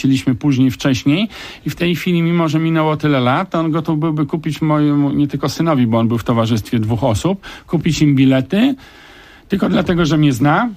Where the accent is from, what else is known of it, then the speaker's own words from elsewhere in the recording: India; Polish is a second language; now in Poland; Tak, jestem przynajmniej raz w roku w Indiach.